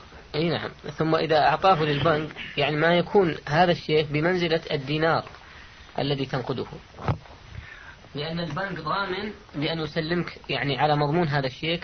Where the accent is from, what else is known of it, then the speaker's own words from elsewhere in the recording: Saudi Arabia; الموجود عندنا في